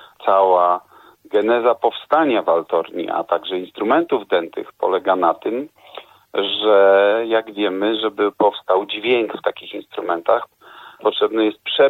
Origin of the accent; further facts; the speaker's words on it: Łódź, Łódź Voivodeship, Poland; born there; Ja urodziłem się w Łodzi